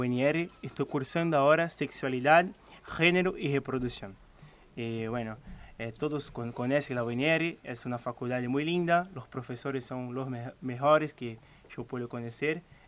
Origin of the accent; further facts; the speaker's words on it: São Paulo, Brazil; Spanish is a second language; now in Rosario, Argentina; yo soy de San Pablo, que es una ciudad muy grande, es un quilombo, es una cosa bueno, sí, tremenda. Y acá Rosario es una ciudad tranquila